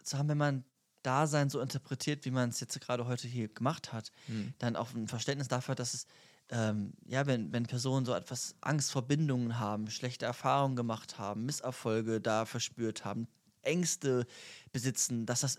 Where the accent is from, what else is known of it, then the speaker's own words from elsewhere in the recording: Germany; Wir sind beide Deutsche, ne? Schon mal gut.